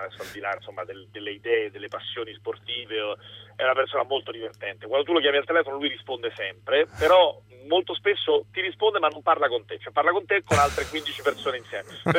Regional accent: Rome, Lazio, Italy; Io sono a Roma e come tutti i mezzi terroni devo dire, no, ma insomma sono romano

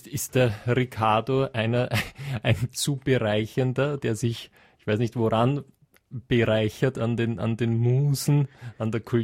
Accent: England, United Kingdom; also ich komme ursprünglich aus England.

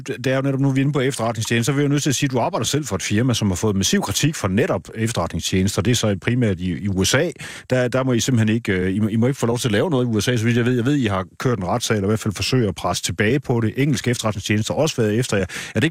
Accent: Horsens, Central Denmark Region, Denmark; i Horsens, min hjemby faktisk

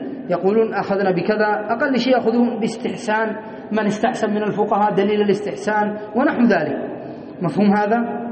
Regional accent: Yemen; مثلا عندنا في اليمن يدرسون القانون

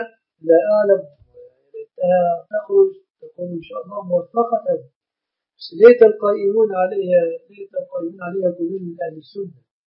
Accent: Egypt; العرف عندنا في مصر أن الشبكة من المهر

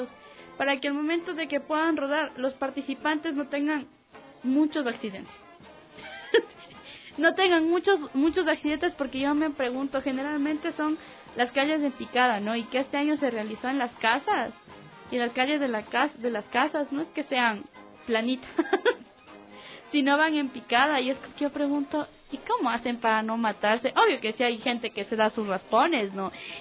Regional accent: Quito, Pichincha, Ecuador; Quiteño que se respeta, y como quiteña que se respeta, le encanta la chicha y bailar con orquesta.

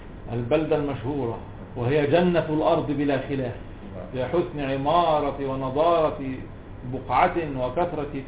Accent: Cairo, Cairo Governorate, Egypt; اسكندراني برضه جدي الله يرحمه لكن انا قاهري مولد ولد منشا

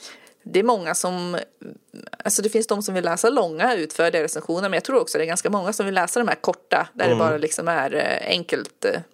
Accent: Enköping, Uppsala County, Sweden; born there; also born or lived in Västmanland; now in Södermanland, Sweden; Jag föddes i Uppland och utanför Enköping, och sen har jag bott i Västmanland en massa år, och nu bor jag i Södermanland.

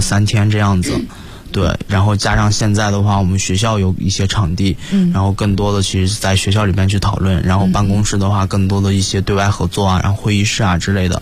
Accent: Inner Mongolia, China; 我自己来自于内蒙古，其实内蒙古的教育一直是处于一个

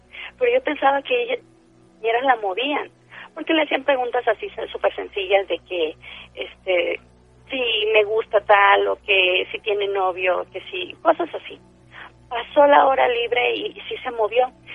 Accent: Tampico, Tamaulipas, Mexico; de Tampico.

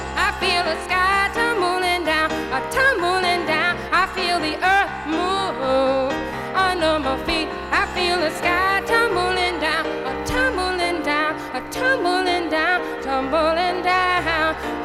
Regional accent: Brooklyn, New York, United States; born there; This is probably a sure way to get applause, but I was born in Brooklyn. And so coming back to New York is, for me, ho

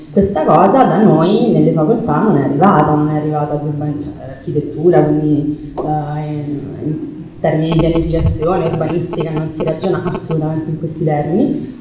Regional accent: Naples, Campania, Italy; a me da napoletana mi è sempre sembrato particolarmente ridicolo

